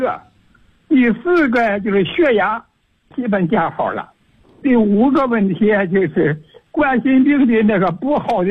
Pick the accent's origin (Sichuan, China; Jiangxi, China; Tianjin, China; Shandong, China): Sichuan, China; Chengdu; 我是成都的。成都市的，